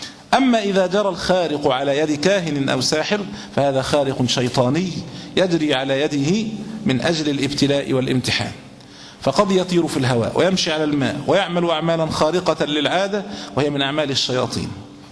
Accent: Egypt; وإن كان في بلادنا مصر الحمد لله تقريبا شبه الحمد لله بدأوا ينقرضوا

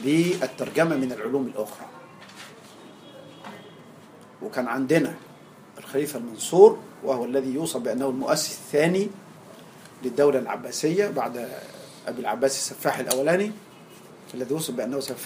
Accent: Egypt; زي الملاليم عندنا في مصر

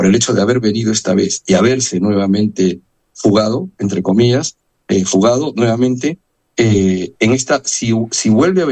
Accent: Peru; now in Spain; yo soy de Perú, soy diputado en el Parlamento de Cataluña

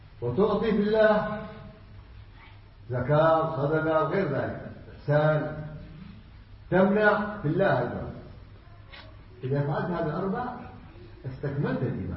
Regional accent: Yemen; also born or lived in Saudi Arabia; نعم أنا جاي من السعودية، إيش فيها؟ أنا أصلي يمني، قلت أنا جاي من اليمن أول قبل السعودية.

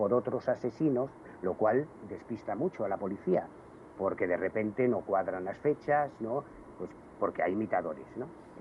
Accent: Galicia, Spain; yo soy gallego, yo viví, por desgracia, la llegada de la heroína a la Galicia de los años 80 y 90. Yo siempre he vivido en un barrio muy humilde, de trabajadores

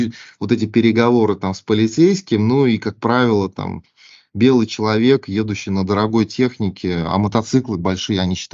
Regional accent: Russia; когда полицейские узнали, что мы из России

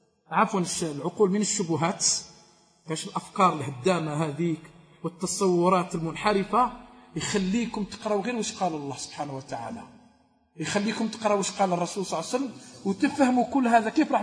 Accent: Algeria; حنا جزائريين ورم يهفوا بعضهم بعض

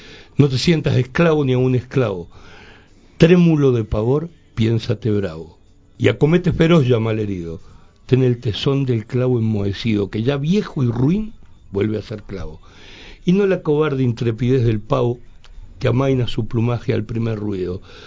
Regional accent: Colonia, Uruguay; de mi pueblo, de Colonia, Uruguay

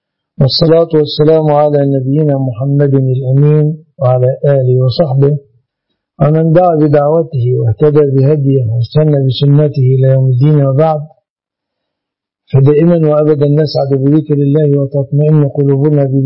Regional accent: Egypt; هذه وسيلة مواصلات ظهرت في بلادنا مصر

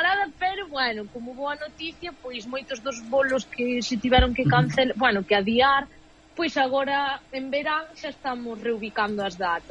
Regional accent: Galicia, Spain; Entón eu son galega e son portuguesa, entón eu emprego tamén o portugués como lingua, pois porque o sinto, porque me gusta e porque non podo falar de lingua nai só, é dicir, a miña lingua nai é o galego e é o portugués por igual, non?

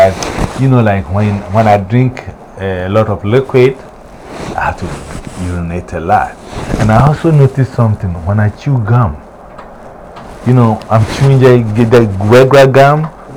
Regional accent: Ghana; moved away; ever since I came from Ghana, the closest I have drank was it's juice.

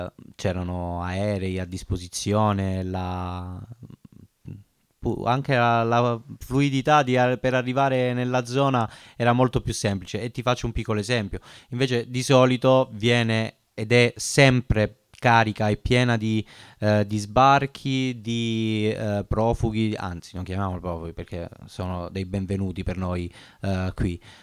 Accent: Cirò Marina, Calabria, Italy; io sono di quelle zone … ciao Pietro, sono di quelle parti, sono di Ciron Marina, che è poco distante da Cutro

